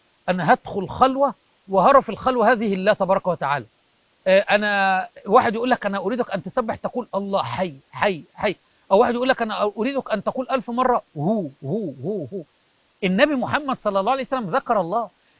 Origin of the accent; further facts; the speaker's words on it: Egypt; هذه حتى عندنا في مصر أو في الدول العربية أو في أي مكان